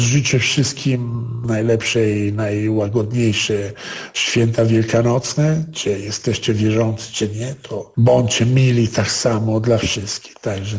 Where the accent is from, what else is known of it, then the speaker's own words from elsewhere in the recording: Italy; Polish is a second language; Ale wiecie, ja jestem Włochem, także u nas co 30 kilometrów ludzi zmienią troszkę sposób interpretacji.